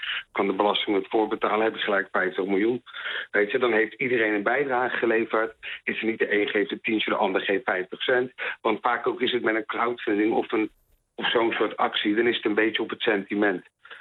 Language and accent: Dutch; The Hague, South Holland, Netherlands; ik kom uit Den Haag